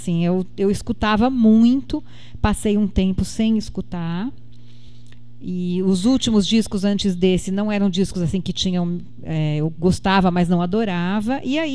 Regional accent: São Paulo, Brazil; also born or lived in Sorocaba; São Paulo, que é a minha cidade de origem, né? Na verdade, eu nasci em Sorocaba, mas desde 2 anos de idade eu morei em São Paulo.

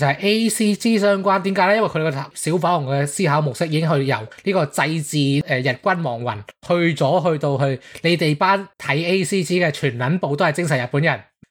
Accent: northern China, China; 我北方人我有少少咁嘅谂法

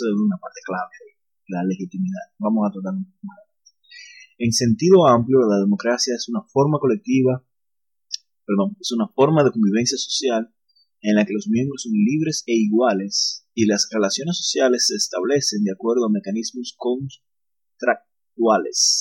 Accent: Dominican Republic; estamos cerca de las elecciones congresionales de aquí en mi país, República Dominicana.

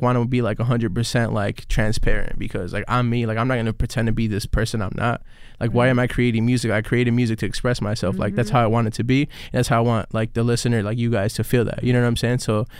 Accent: Chicago, Illinois, United States; Like I was raised in Humboldt Park, so I couldn't go out much.

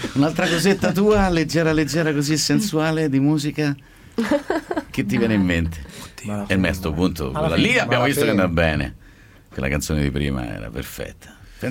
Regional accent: Naples, Campania, Italy; io sono napoletano

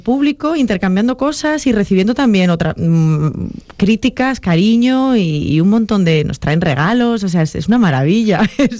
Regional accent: Valladolid, Castile and León, Spain; now in Madrid, Spain; yo tengo la peculiaridad de que soy una vallisoletana afincada en Madrid

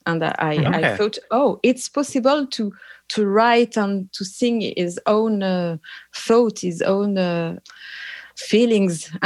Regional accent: Brittany, France; English is a second language; also born or lived in Nantes; I grew up in the west coast of France, in Bretagne. The town is... I was born in Nantes.

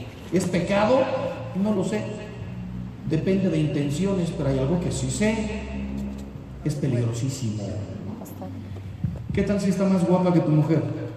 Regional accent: Mexico; Yo soy mexicano.

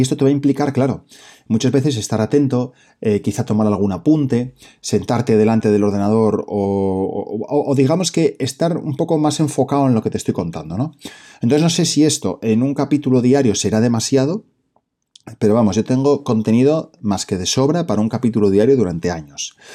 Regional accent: Oviedo, Asturias, Spain; soy de Oviedo, soy de Asturias, soy asesor financiero independiente

